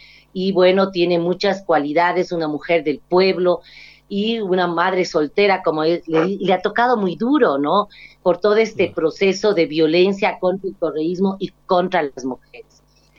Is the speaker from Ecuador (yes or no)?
yes; Ecuador; no vergüenza como ecuatoriana tener un gobierno de esas índole